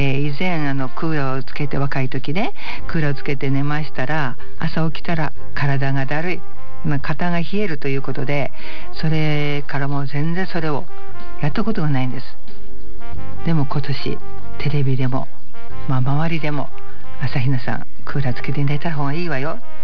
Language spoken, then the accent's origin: Japanese; Kanazawa, Ishikawa, Japan; 私は6月に地元金沢で生配信ライブを させていただいたんですが